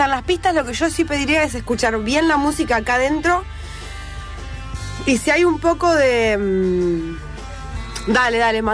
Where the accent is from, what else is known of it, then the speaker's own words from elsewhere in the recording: Trelew, Chubut, Argentina; now in Buenos Aires, Argentina; Soy de Trelew.